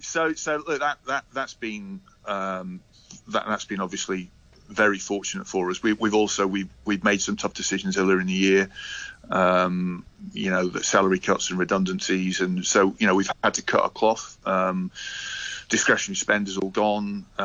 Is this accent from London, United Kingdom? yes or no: no; Scotland, United Kingdom; But as a Scot, I mean, sort of Hogmanay, New Year's Eve is always, you know, traditionally been a big night, a big celebration